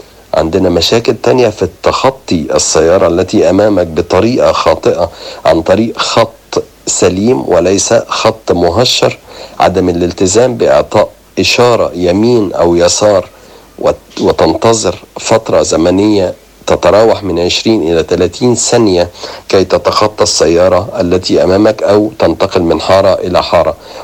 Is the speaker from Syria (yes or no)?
no; Egypt; إصابات عديدة تصل من 60 إلى 70 إلى 80 ألف مصاب سنويا عندنا في مصر